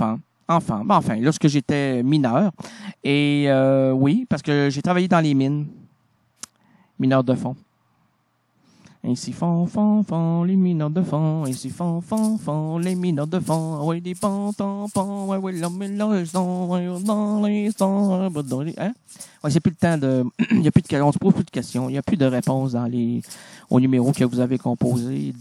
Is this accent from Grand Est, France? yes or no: yes; Grand Est, France; Ouais, je viens d'Alsace, moi, c'est du bon vin.